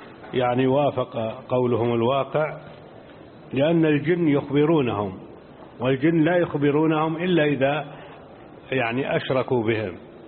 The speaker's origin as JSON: {"language": "Arabic", "country": "Jordan", "said": "وعندنا في الأردن إذا أضاع أحدنا شيئا أو سرق منه"}